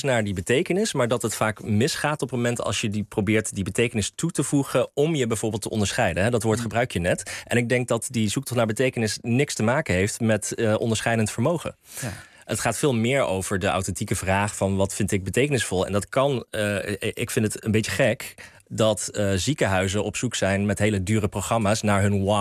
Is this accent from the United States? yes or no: yes; United States; now in Netherlands; Ik ben opgegroeid in Amerika.